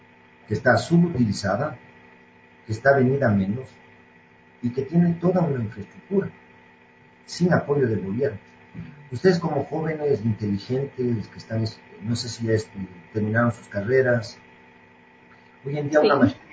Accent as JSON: {"language": "Spanish", "country": "Ecuador", "said": "los emprendedores que somos buenos, los ecuatorianos, ¿por qué fracasan muchos al cabo de un tiempo?"}